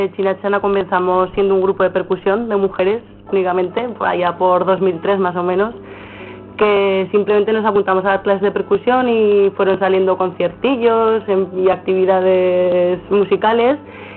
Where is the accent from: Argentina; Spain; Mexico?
Spain; Villamayor de Gállego, Aragon; Sí, venimos de Villamayor de Gállego, la mayoría, un pueblo muy cerquita de aquí.